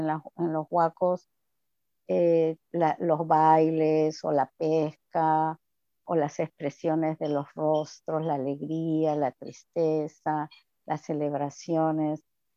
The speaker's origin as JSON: {"language": "Spanish", "region": "Callao", "country": "Peru", "tie": "born or raised there", "said": "Yo me crié en la capital, en el Callao"}